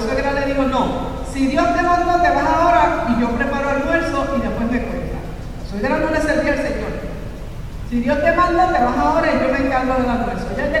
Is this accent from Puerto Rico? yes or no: yes; Mayagüez, Puerto Rico; Yo sí, nosotros somos de Mayagüez.